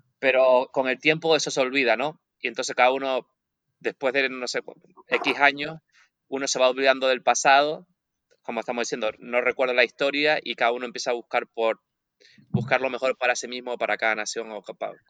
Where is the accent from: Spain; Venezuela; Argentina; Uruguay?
Spain; now in -; vivo tan lejos de Europa que cuando la gente me dice, ah, ¿de dónde eres? Digo, soy de España.